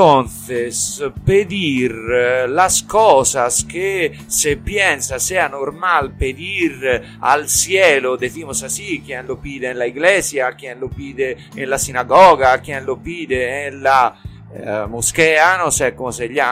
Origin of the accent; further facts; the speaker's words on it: Tuscany, Italy; Soy típicamente italiano e italiano de mi región, de Toscana.